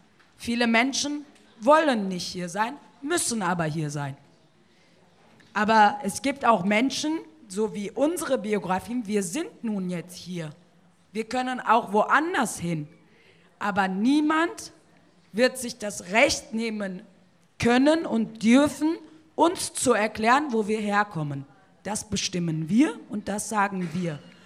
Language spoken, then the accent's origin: German; North Rhine-Westphalia, Germany; ich komme aus Nordrhein-Westfalen, Schlusspunkt aus, ob es dir passt oder nicht.